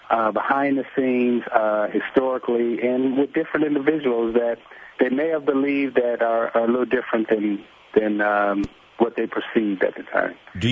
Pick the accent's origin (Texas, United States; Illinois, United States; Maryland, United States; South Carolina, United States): Illinois, United States; Chicago; I grew up in Chicago, so I didn't have a problem fighting any of them.